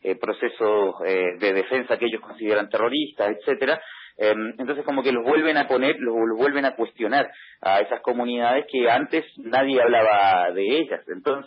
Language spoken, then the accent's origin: Spanish; Chile; Yo soy chileno, digamos, y conozco mucho de estos procesos